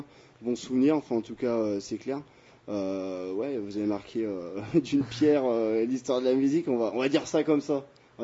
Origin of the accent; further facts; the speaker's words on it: Brittany, France; Enfin, moi, je suis breton.